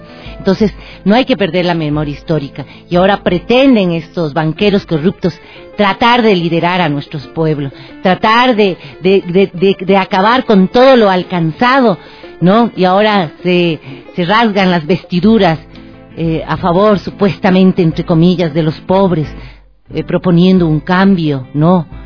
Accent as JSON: {"language": "Spanish", "country": "Ecuador", "said": "Eso tenemos que exigir como ecuatorianos"}